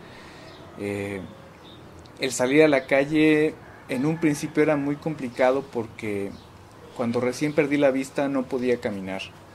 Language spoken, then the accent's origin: Spanish; San Cristóbal de las Casas, Chiapas, Mexico; pues tengo 32 años y soy de San Cristóbal de las Casas.